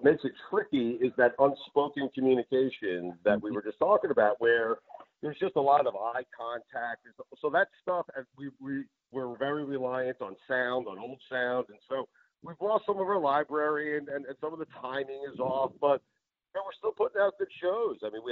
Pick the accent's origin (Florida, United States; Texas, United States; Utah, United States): Florida, United States; Something as serious as that happened right in my hometown, on my drive home. I saw just fleets of cop cars and armed vehicles on the Sawgrass Expressway down here as I was driving home.